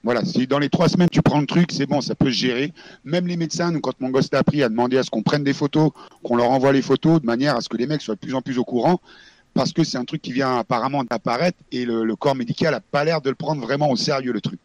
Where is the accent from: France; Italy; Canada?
France; born there; je suis né en France